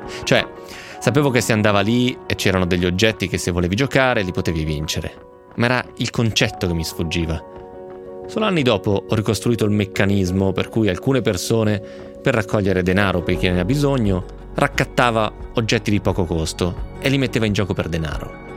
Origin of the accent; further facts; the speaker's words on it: Romentino, Piedmont, Italy; Io l'avevo vinto a un banco di beneficenza a Romentino, al mio paese.